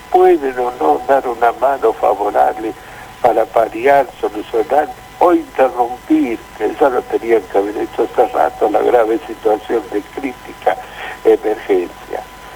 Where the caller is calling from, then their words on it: Caseros, Buenos Aires Province, Argentina; Yo tengo 70 años. … de Caseros.